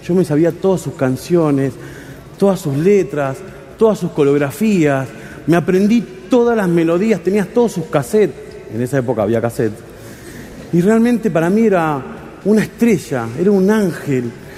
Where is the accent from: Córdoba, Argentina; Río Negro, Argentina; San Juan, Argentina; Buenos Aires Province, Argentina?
San Juan, Argentina; born there; now in Buenos Aires, Argentina; Nacimos en San Juan y nos vinimos a Buenos Aires a buscar el oro y el moro.